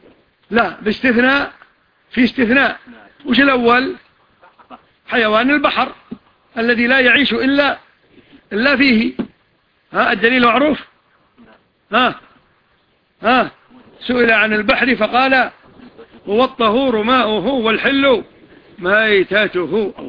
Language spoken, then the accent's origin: Arabic; Kuwait; وشاف الباص كويتي وحنا كلنا كويتيين